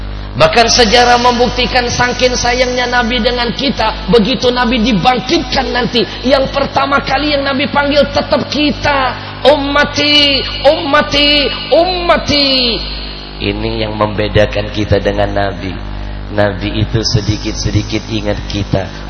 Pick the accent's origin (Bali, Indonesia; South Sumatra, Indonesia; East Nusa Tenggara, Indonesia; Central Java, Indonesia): South Sumatra, Indonesia; Palembang; Dulu di kampung saya di Palembang